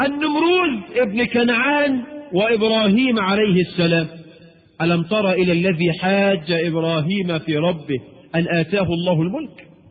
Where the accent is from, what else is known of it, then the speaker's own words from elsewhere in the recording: Egypt; وبعض الشواذ عندنا في مصر